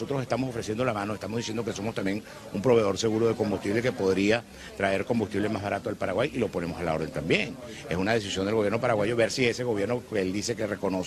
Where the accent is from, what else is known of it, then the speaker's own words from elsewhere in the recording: Venezuela; nosotros como pueblo venezolano hemos decidido darnos el gobierno que tenemos